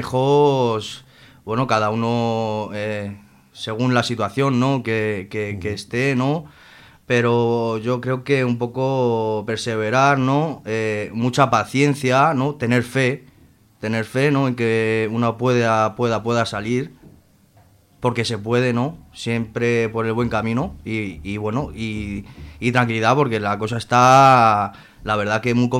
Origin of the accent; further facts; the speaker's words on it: Madrid, Community of Madrid, Spain; now in Zaragoza, Spain; Sí, yo soy madrileño, sí. Nací en Madrid. Y bueno, llevo aquí en Zaragoza desde hace un año.